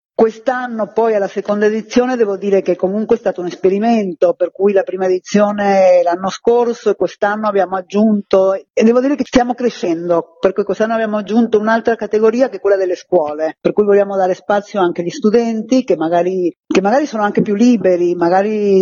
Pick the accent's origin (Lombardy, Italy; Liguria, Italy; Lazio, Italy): Lombardy, Italy; Milan; Quest'anno lo facciamo a Milano, perché noi siamo milanesi